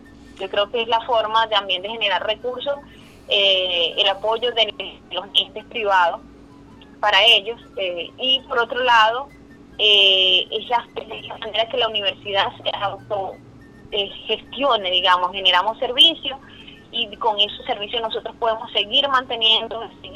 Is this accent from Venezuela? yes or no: yes; Venezuela; como mujeres venezolanas, como mujeres latinas, tenemos un reconocimiento bien marcado